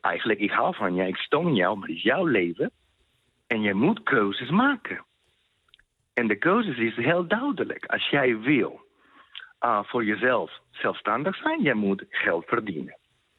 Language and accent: Dutch; Colombia; now in Netherlands; Ik kom uit Colombia oorspronkelijk. Ik woon al 18 jaar.